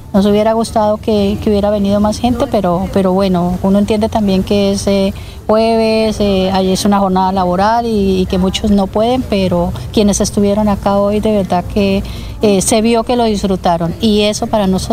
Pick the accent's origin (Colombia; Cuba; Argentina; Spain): Colombia; nuestro gran aporte como colombianos es llevar siempre con orgullo nuestra bandera, es decir, somos colombianos